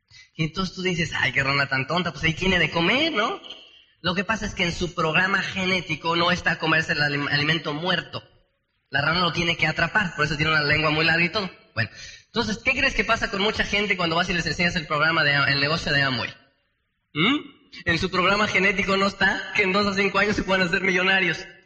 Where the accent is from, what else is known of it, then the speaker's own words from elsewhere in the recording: Tenancingo, State of Mexico, Mexico; porque allá donde yo soy, de Tenancingo, pues se dan unos duraznos bien, bien sabrosos